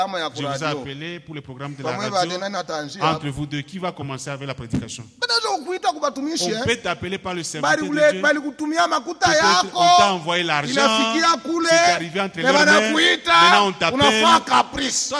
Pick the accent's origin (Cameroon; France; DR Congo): DR Congo; Lubumbashi, Haut-Katanga; Je suis de Lumbashi